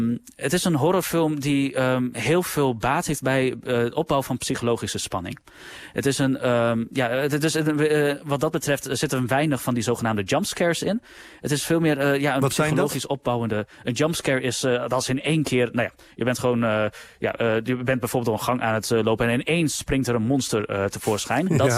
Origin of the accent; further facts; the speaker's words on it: Overijssel, Netherlands; ik ben zelf opgegroeid in Salland, in Overijssel.